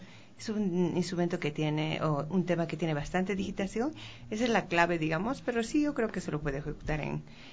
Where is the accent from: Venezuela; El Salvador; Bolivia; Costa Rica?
Bolivia; now in Ecuador; Vengo en representación de Bolivia, de mi país